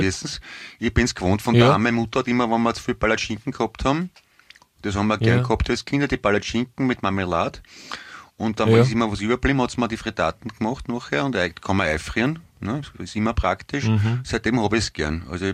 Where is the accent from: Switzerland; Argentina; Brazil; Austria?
Austria; Vienna; Gebürtig, geboren, aufgewachsen, immer noch wohnhaft, ein echter Wiener, ne?